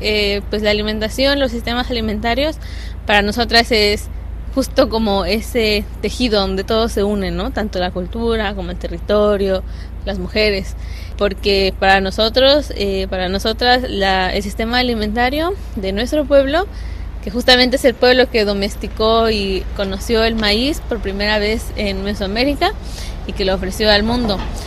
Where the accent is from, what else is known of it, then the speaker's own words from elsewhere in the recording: Puebla, Mexico; also born or lived in Veracruz; Yo soy de Puebla, del Valle de Tehuacán, y otra parte de mí es de Veracruz, del Totonacapan.